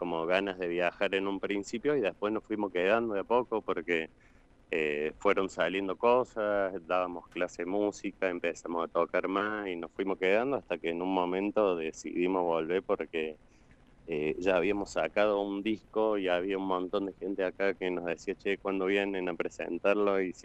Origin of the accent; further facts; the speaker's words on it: Córdoba, Argentina; Está muy cordobés la cosa.